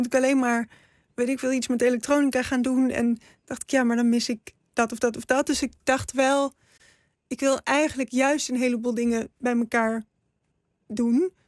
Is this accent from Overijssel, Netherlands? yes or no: no; 's-Hertogenbosch, North Brabant, Netherlands; born there; Ik ben in Den Bosch geboren.